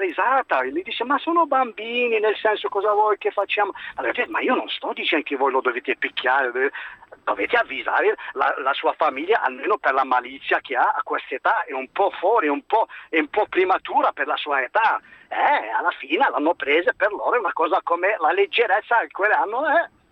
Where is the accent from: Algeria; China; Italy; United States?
Algeria; Italian is a second language; Io sono algerino